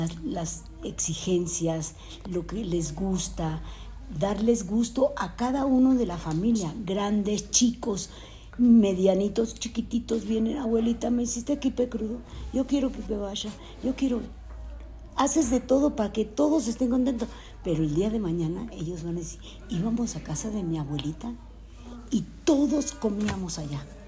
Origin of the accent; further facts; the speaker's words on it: Colón, Panama; born there; Nací en Colón, República de Panamá, el 6 de agosto de 1942.